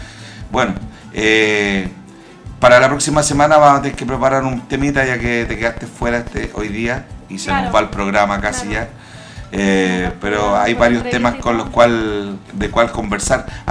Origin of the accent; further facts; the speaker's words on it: Chile; como chileno, como músico chileno también